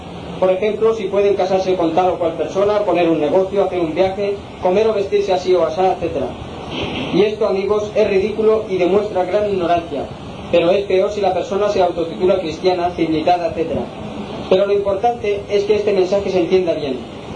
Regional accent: Inca, Balearic Islands, Spain; born there; Soy mallorquín, nacido en el pueblo de Inca, hace muchos años que resido en Palma. Empecé a trabajar en la edad de 9 años, soy un obrero yesero ya jubilado. Tengo 74 años.

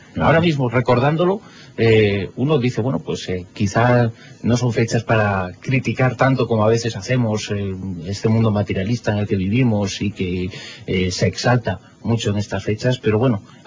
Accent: Zaragoza, Aragon, Spain; also born or lived in Galicia; Teníamos 4 años cuando, como buen gallego, como buena familia gallega, emigramos y lo hicimos rumbo a Zaragoza, en donde se instaló parte de mi gigantesca familia.

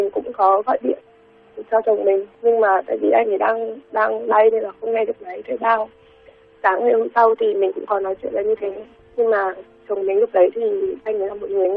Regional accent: Hanoi, Vietnam; mình sinh ra và lớn lên ở Hà Nội.

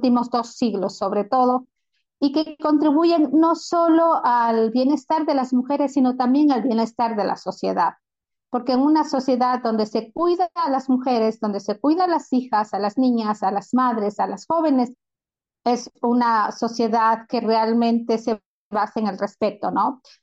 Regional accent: Ecuador; Ya se ha incorporado en la Constitución de Ecuador, que es de donde yo vengo

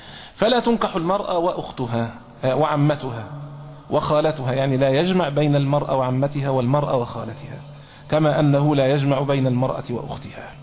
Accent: Egypt; احنا عندنا في مصر مثلا نسمي العمة المجازية جدة

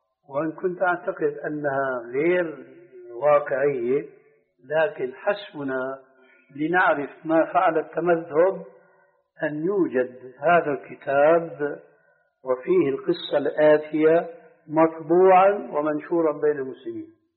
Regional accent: Syria; وقضية كما يقولون عندنا في الشام قضية محبوكة يعني رواية

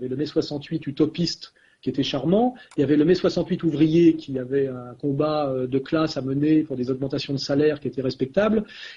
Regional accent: France; je suis quand même un Français qui tend la main, mais en tant que Français

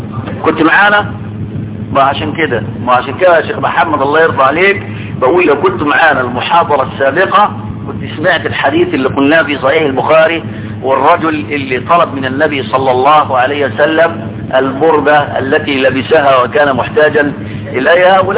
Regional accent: Egypt; معرفش النساء عندنا في مصر دول عايزين ايه بالظبط

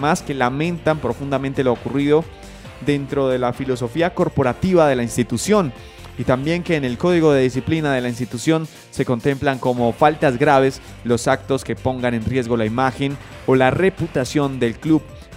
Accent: Colombia; la verdad sí me genera un poco de desconfianza a mí como colombiano

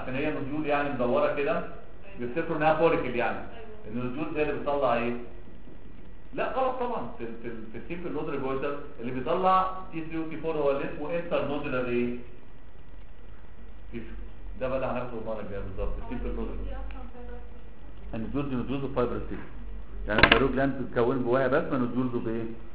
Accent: Alexandria, Alexandria Governorate, Egypt; now in Cairo, Egypt; احنا اساسا من اسكندرية انا عايش في القاهرة

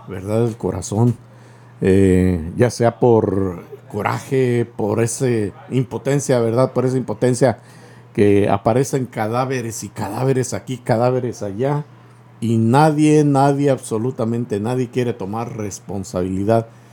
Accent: Guadalajara, Jalisco, Mexico; Yo soy de Guadalajara y por ahí cerquita está Tlaquepaque y luego enseguida está por ahí Tlajomulco.

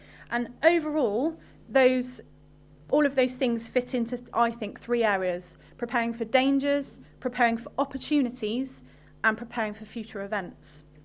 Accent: Henbury, South West England, United Kingdom; I used to come here to this church when I was younger, and I grew up in Henbury. I went to Henbury School, so I'm a local girl.

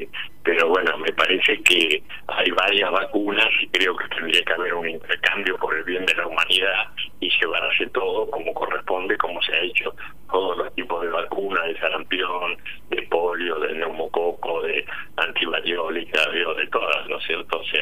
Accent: Argentina; O sea, bueno, estos somos los argentinos, ¿no?

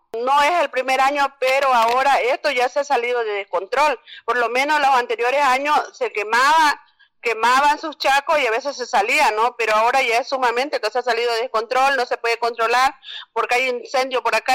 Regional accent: Carmen Florida, Beni, Bolivia; la comunidad de donde yo vengo es de la comunidad Carmen Florida, que está más cerca a la población de Rurrenabaque

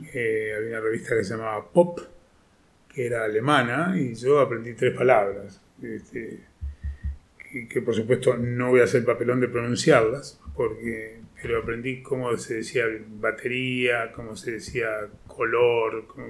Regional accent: Montevideo, Uruguay; born there; Eso era en Montevideo, Uruguay, donde yo nací

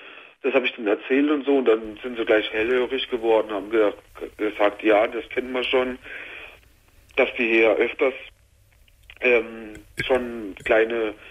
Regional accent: Karlsruhe, Baden-Württemberg, Germany; Und ich komme aus Karlsruhe eigentlich vorher und so, da habe ich sowas gibt es da eigentlich überhaupt nicht.

